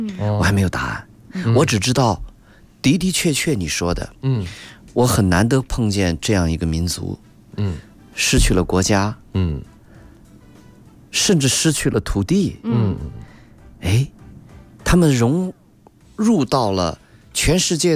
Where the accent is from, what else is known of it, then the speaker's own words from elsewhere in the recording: China; 其实有仪式感是我们中国人对很多他们的别人的生活方式和生活行为中的与我们不同的